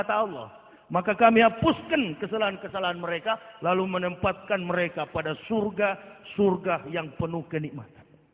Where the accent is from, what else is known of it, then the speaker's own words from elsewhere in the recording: Manado, North Sulawesi, Indonesia; Saya orang Manado asli. Asli kafir, begitu.